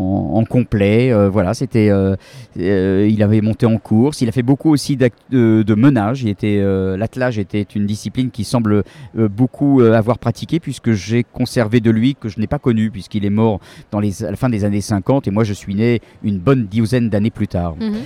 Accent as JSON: {"language": "French", "town": "Paris", "region": "Île-de-France", "country": "France", "said": "puisque je suis parisien"}